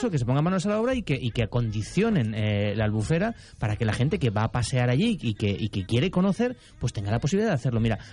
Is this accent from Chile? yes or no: no; Valencia, Valencian Community, Spain; born there; No, soy de Castellón, Ramiro. tengo antecedentes, pero no, yo nací en Valencia